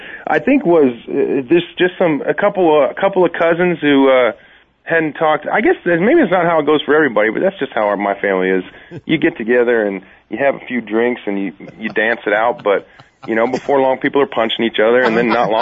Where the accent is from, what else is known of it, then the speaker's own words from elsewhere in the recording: Seattle, Washington, United States; I'm from Seattle. I'm a huge Seahawks fan